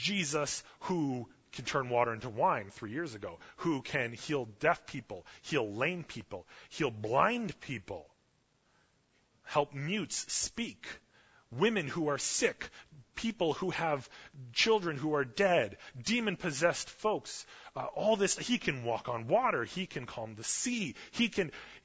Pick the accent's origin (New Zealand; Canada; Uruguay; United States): Canada; I'm Canadian.